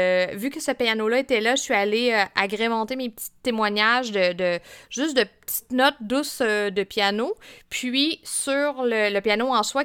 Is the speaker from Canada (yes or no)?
yes; Fermont, Quebec, Canada; je viens de la Côte-Nord, mais pas du coin ouest que j'ai investigué pour ce projet. T'sais, à la base, je viens de Fermont